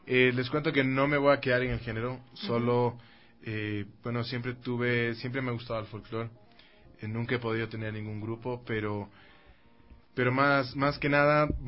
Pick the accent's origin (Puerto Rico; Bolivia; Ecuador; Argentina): Ecuador; Y el folclore andino pues es uno de los géneros que más nos representa como ecuatorianos.